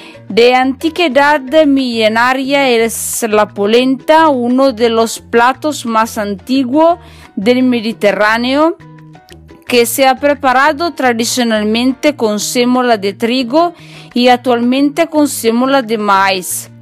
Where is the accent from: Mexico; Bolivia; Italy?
Italy; northern Italy; Spanish is a second language; now in Málaga, Spain; soy italiana en el norte de Italia. Y mientras me escucha a mí, soy en Málaga, en España. Como ya saben, me encanta este país y para mí es un poco como estar en casa, en mi segundo hogar.